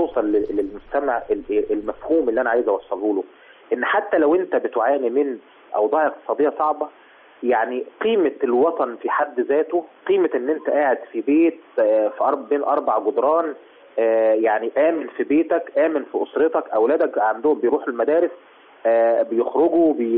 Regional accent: Egypt; يعني هل إحنا كمصريين نتوقع يعني

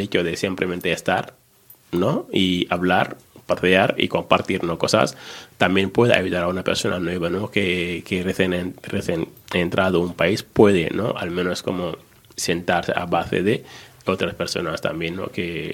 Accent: Senegal; Yo soy de Senegal, un país en el África Negra, África del Oeste, un país bonito.

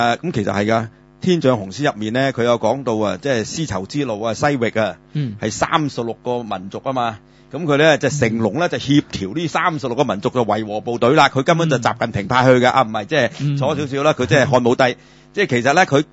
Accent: Hong Kong; 我哋香港人叫合圖啫，但大陸叫胡圖噶嘛。

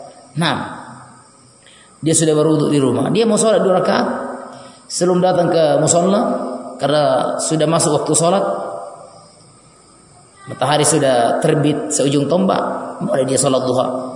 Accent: Polmas, West Sulawesi, Indonesia; pernah terjadi di kampung saya dulu, tempat lahir saya dulu di Polmas

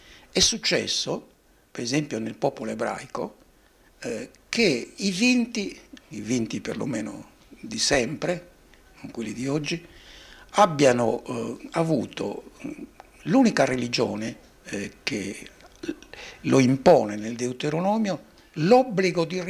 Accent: Sardinia, Italy; In Sardegna, io sono sardo, mi permettete questo riferimento localistico

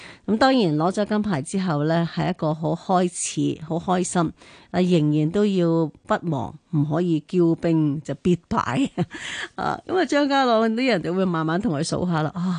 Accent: Hong Kong; 咁我哋香港人啊嘛，支持翻我哋呢一个年青小伙子张家朗啊

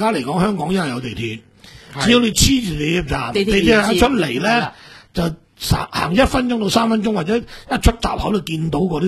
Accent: Guangdong, China; 即係我廣東人所講二樓咧

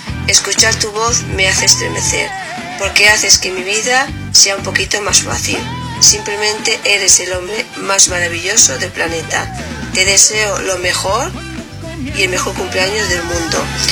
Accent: Valencia, Valencian Community, Spain; soy de Valencia, España. Y espero que te vea muy pronto aquí en España

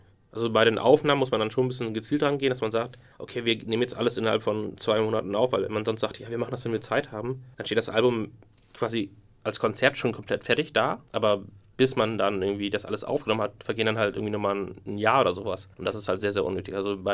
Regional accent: Bremen, Germany; Ein ursprünglicher Bremer wie ich auch, also Bremen-Norder, sag mal so. Ich komme auch aus der Nähe von Bremen.

